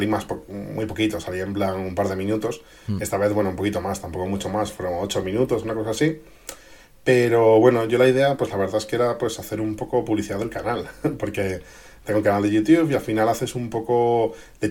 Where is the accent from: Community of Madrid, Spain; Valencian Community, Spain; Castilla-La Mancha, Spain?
Community of Madrid, Spain; Madrid; moved away as an adult; now in Japan; Yo soy de Madrid de toda la vida. Aunque, bueno, ya desde los 20 y pocos años empecé a viajar por otros países.